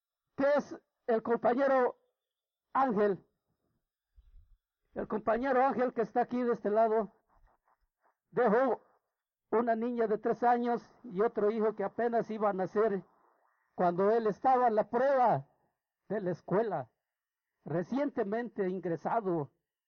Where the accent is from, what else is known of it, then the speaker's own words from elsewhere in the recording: Guerrero, Mexico; venimos de un estado de Guerrero a pedir justicia